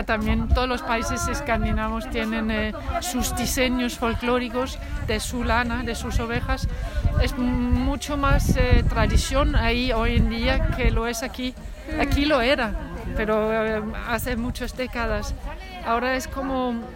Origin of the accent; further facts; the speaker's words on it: Denmark; Spanish is a second language; moved away as an adult; now in Cuacos de Yuste, Spain; Vivo y trabajo en Cuacos de Yuste, en La Vera, a una hora de aquí de Baños de Montemayor, y soy danesa. Hice carrera de diseño en Dinamarca hace ya muchos años, y desde entonces vivo y trabajo en España